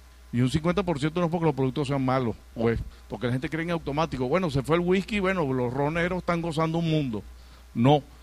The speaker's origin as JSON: {"language": "Spanish", "country": "Venezuela", "said": "Me siento muy, pero muy feliz como venezolano de esta iniciativa"}